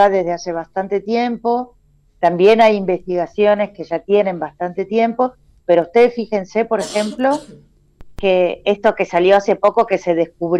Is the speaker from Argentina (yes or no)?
yes; Argentina; esto de que nosotros argentines a veces nos creemos que tenemos una cierta excepcionalidad, pero en realidad somos muy latinoamericanos en muchas cosas.